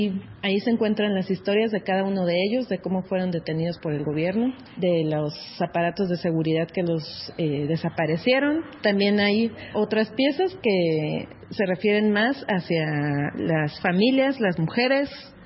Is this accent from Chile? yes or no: no; Mexico; Soy mexicana y nos encontramos en la Casa de la Memoria en la ciudad de Guatemala.